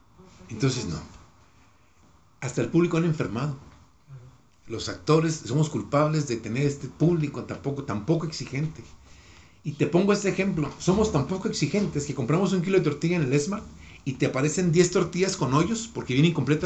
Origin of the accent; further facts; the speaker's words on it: Mexico; Y como mexicanos tenemos esa estigma.